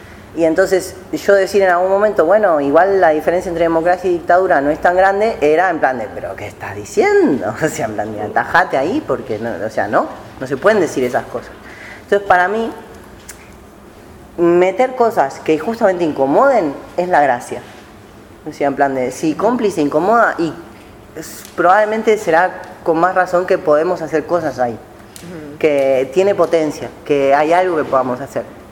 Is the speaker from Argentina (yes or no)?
yes; Argentina; vengo de Argentina, peronista